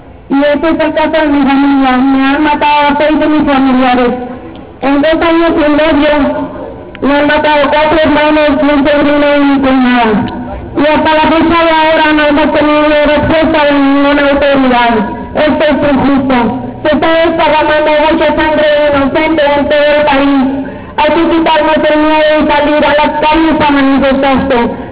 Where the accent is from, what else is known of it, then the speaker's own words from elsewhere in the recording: Chihuahua, Mexico; vengo del estado de Chihuahua, representando a la familia de Ciudad Juárez. Vengo representando